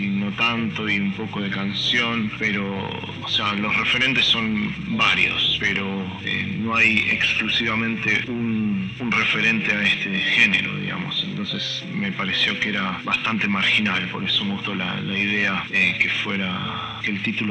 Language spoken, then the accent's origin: Spanish; Argentina; born there; also born or lived in Canada; yo soy nacido en Argentina, pero sigo teniendo una parte de mí en Canadá.